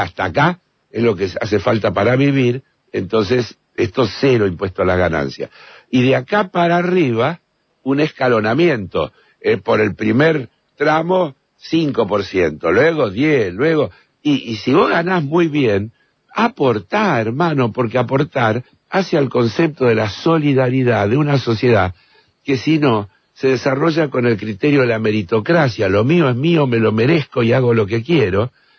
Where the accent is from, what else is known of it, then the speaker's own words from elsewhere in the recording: Argentina; ¿cuántos somos los argentinos?